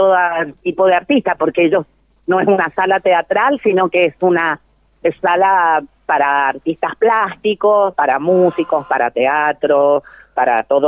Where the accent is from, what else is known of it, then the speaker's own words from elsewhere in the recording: Chile; Porque yo soy chilena y porque mis padres, los dos eran de Valparaíso, se conocieron en Valparaíso